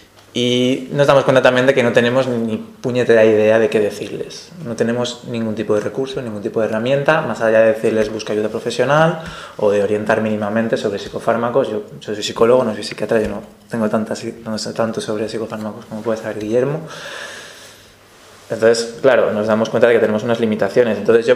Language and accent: Spanish; Valencia, Valencian Community, Spain